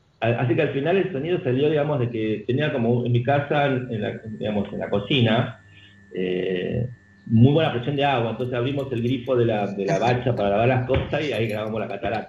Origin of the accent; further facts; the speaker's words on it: Tucumán, Argentina; accent: Tucumán; O el mismo acento nuestro, o sea, nuestro acento tucumano es lo mejor que nos pudo haber pasado.